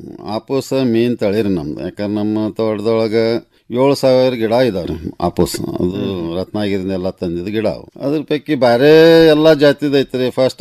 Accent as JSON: {"language": "Kannada", "town": "Todur", "region": "Karnataka", "country": "India", "tie": "born or raised there", "lives_now": "Dharwad, India", "said": "ನಮ್ಮ ಊರು ಮೊದಲಿಗೆ ಫಸ್ಟ್ ಕಾರವಾರ, ಕಾರವಾರದೊಳಗೆ ತೋಡೂರು. ಈಗ ಧಾರವಾಡಕ್ಕೆಲ್ಲನೂ ಎಲ್ಲರೂ ಸೆಟ್ಲ್ ಆಗಿ"}